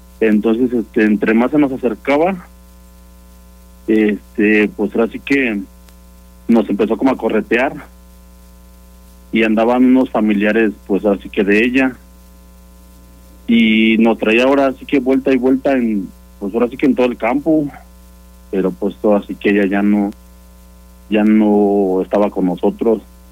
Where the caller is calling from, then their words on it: Celaya, Guanajuato, Mexico; De Celaya.